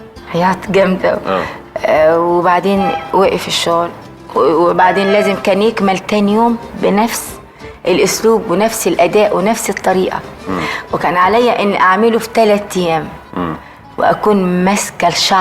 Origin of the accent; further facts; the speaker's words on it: Egypt; وحست ان انا موجوده عندهم وانا من مصر.